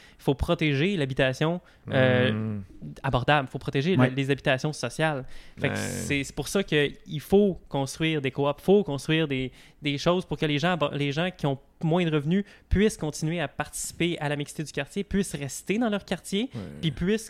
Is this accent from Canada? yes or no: yes; Quebec, Canada; Moi, je viens de la Rive-Sud. On avait un chalet à la Rive-Nord.